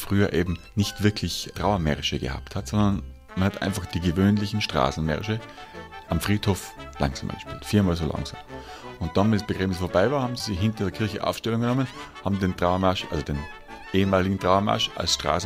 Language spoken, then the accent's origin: German; Innervillgraten, Tyrol, Austria; born there; Ich bin gebürtig aus Innerfellgraten. Das ist ein kleines Dorf in Osttirol, im Süden von Österreich auf 1402 Metern über dem Meer.